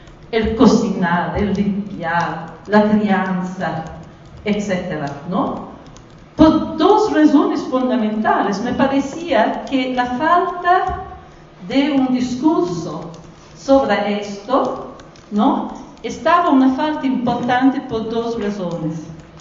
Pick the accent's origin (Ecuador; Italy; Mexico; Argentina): Italy; Spanish is a second language; moved away; cuando crecí niña en Italia, en el periodo inmediatamente de la Segunda Guerra Mundial, nell'area rurale donde yo viví